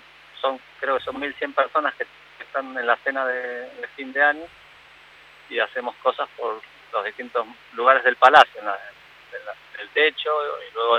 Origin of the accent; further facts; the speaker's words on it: Argentina; me encantaría hacer cosas en Argentina y más en mi tierra, por supuesto.